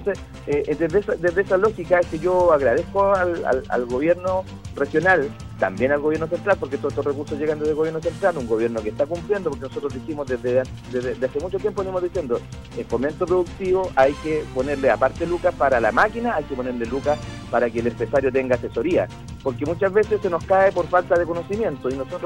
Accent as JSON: {"language": "Spanish", "country": "Chile", "said": "tengamos una convivencia donde todos somos chilenos"}